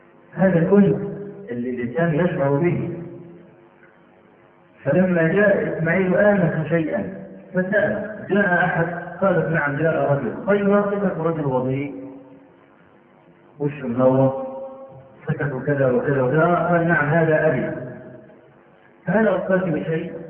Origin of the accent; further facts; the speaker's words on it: Egypt; نعرف رجلا من أعيان الجيزة عندنا في مصر